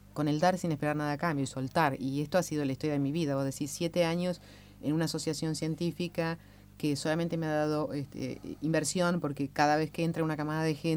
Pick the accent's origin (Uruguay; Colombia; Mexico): Uruguay; now in Argentina; Soy uruguaya